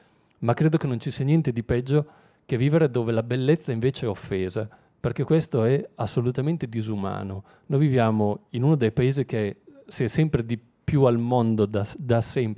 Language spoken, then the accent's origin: Italian; Emilia-Romagna, Italy; io vengo dall'Emilia, che è sempre stata una delle regioni trainanti da questo punto di vista